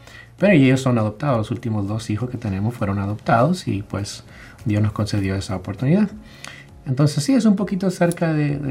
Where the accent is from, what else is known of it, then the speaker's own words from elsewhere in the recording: California, United States; also born or lived in El Salvador; yo soy originariamente de El Salvador. Yo nací ahí en El Salvador hace mucho tiempo, pero llegamos a los Estados Unidos cuando yo tenía casi 13 años, o menos quizás, no me acuerdo. Pero bueno, yo crecí en los Estados Unidos, llegamos a California, llegué como inmigrante también.